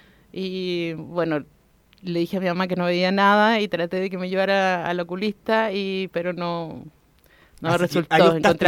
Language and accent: Spanish; Recoleta, Santiago Metropolitan Region, Chile; Yo soy oriunda de Recoleta.